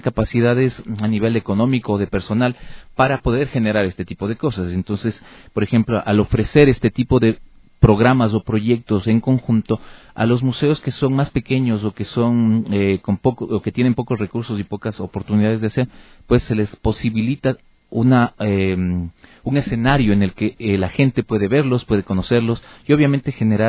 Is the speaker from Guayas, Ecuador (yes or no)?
no; Quito, Pichincha, Ecuador; la riqueza que tenemos como quiteños y ecuatorianos